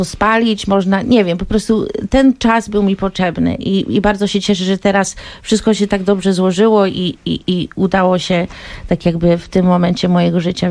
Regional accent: United States; Jestem Polką Amerykanką, wychowałam się w Stanach i te dwa języki mam w palcu od urodzenia.

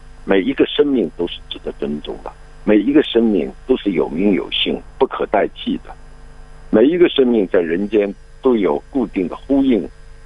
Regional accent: China; 因为这段历史离我们中国人不远呐、啊，对不对？

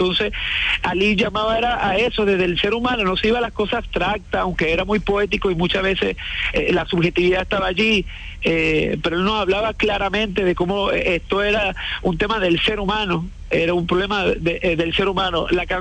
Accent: Venezuela; es porque hablaba mucho de una actitud nosotros como venezolanos de despilfarradores, de altos consumistas

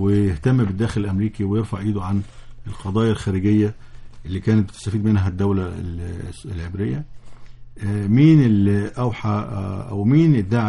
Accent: Egypt; لكن انا كمصري

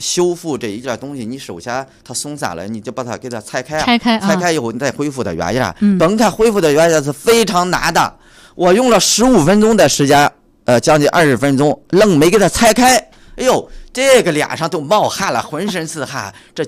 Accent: Hengshui, Hebei, China; now in Beijing, China; 我的老家是河北省衡水市。

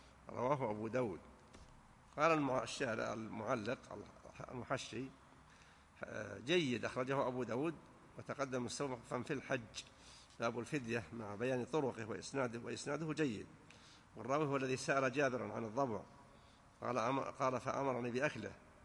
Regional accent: Najd, Saudi Arabia; لكنه معروف أنه ما يشتهر عندنا في نجد بالخصوص

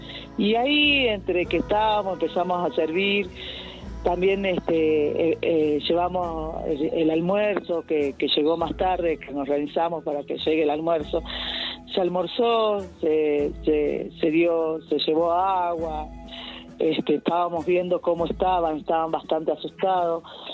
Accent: Tilcara, Jujuy, Argentina; yo me vuelvo para Tilcara, soy de Tilcara y vivo acá en Tilcara.

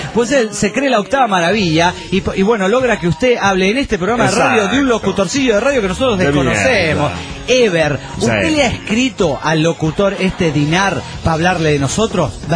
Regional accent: Buenos Aires, Argentina; now in Merlo, Argentina; Yo también me vine de Buenos Aires a Merlo, San Luis, y al principio era una mierda.

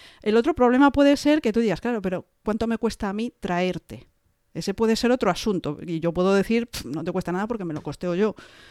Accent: Galicia, Spain; ¿Qué gallego es eso? Eso es muy de mi tierra.

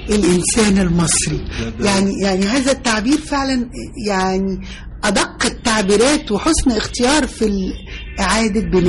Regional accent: Egypt; كان عام صعب جدا علينا كمصريين

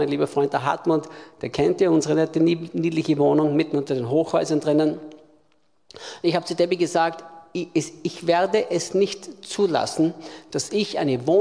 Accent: Austria; ich bin Österreicher, bin in Österreich geboren vor fast 60 Jahren, bin im Hause eines Pfingstpastors aufgewachsen

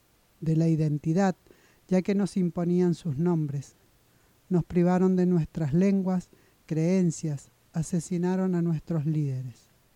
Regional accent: Argentina; nombramiento de los presidentes de las 11 comunidades huarpes de Huanacache, y representé a mi pueblo huarpe a nivel nacional e internacional junto

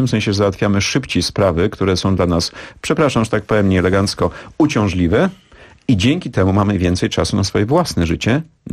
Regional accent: Bydgoszcz, Kuyavian-Pomeranian Voivodeship, Poland; born there; ja się urodziłem w Bydgoszczy praktycznie na lotnisku, na którym lądowały, startowały samoloty

